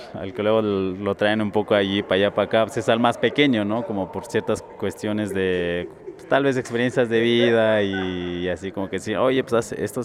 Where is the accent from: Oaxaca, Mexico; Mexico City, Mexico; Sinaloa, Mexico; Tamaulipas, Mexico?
Oaxaca, Mexico; Nosotros somos de la Sierra Mije, somos Mijes, Ayucaoy. Gente de la montaña, de las nubes, está como a 2 horas de la capital de Oaxaca. Entonces está así como en la Sierra Norte, ya como yéndose a Veracruz. Estamos en estos lugares.